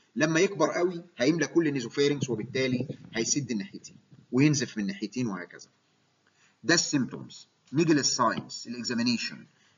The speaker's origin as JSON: {"language": "Arabic", "country": "Egypt", "said": "ونفتخر كمصريين ان اكتشاف كلمه فروج فيس ديفورميتي دكتور مصري"}